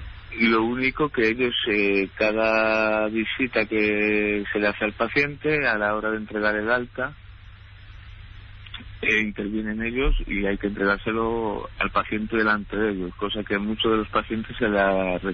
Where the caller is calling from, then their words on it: Valencia, Valencian Community, Spain; Mire, yo le llamo desde Valencia.